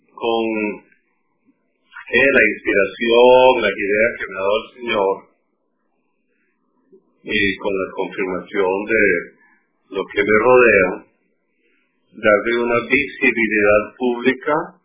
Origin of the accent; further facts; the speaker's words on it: Barquisimeto, Lara, Venezuela; born there; No, yo nací en el municipio Irribarren de Barquisimeto.